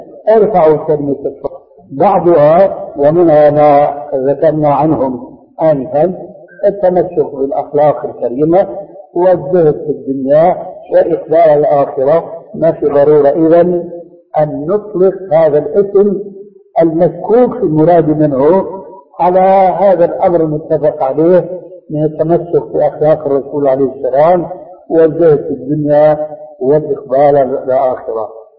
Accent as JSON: {"language": "Arabic", "country": "Syria"}